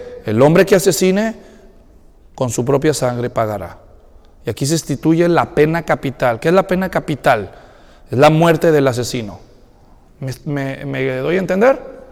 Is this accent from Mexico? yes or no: yes; Mexico; ni moronga los que somos mexicanos.